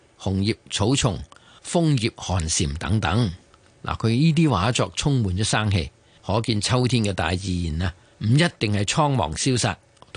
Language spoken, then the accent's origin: Cantonese; Guangdong, China; 成个汤水嘅灵感系嚟自咧我哋广府人时时饮嘅咸鱼头白菜豆腐汤嘅